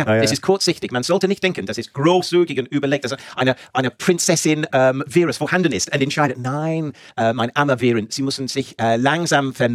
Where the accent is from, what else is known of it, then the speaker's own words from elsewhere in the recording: England, United Kingdom; German is a second language; Und ich komme aus England.